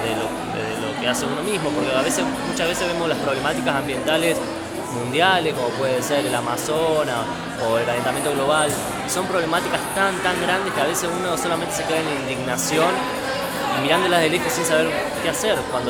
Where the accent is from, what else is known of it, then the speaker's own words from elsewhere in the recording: Marcos Juárez, Córdoba, Argentina; now in Córdoba, Argentina; Yo soy de Marco Juárez, y en Marco Juárez, como algunos sabrán, es una zona rodeada de campos